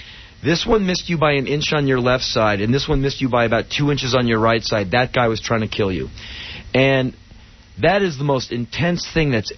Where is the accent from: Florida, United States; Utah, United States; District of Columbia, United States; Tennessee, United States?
District of Columbia, United States; Washington; I grew up in Washington, D.C. I spent my life getting mugged.